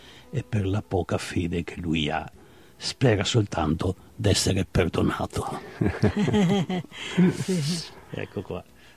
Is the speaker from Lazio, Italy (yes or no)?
no; Veneto, Italy; accent: Treviso dialect; first language Treviso dialect; Italian is a second language; Ho cominciato col mio dialetto trevisano, che è sicuramente la mia madrelingua, e poi man mano che ho appreso altri idiomi, mi sono ancora e sempre domandato cos'è la vita.